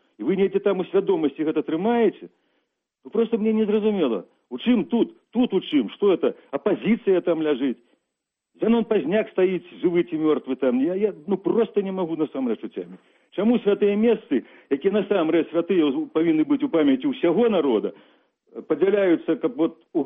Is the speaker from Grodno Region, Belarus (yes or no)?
yes; Kreva, Grodno Region, Belarus; я ўспамінаю Крэва, скажам, за савецкім часам, калі жывых у самім Крэве, у маёй роднай вёсцы, у маёй мястэчку